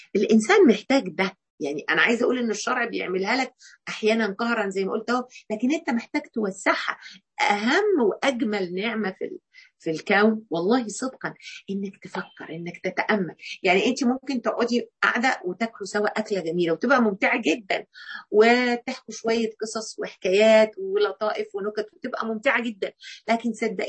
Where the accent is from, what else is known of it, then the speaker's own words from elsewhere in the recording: Mansoura, Dakahlia, Egypt; يعني احنا عندنا هنا في المنصوره النيل يعني، لكن الحقيقه انا كان ليا تعلق في طفولتي باسكندريه